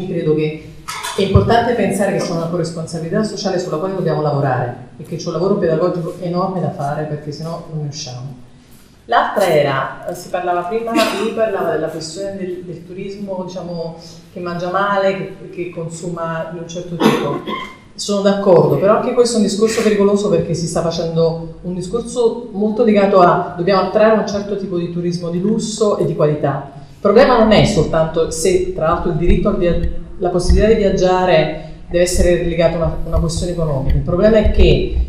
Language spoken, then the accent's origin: Italian; Naples, Campania, Italy; now in Barcelona, Spain; Io sono napoletana, vivo a Barcellona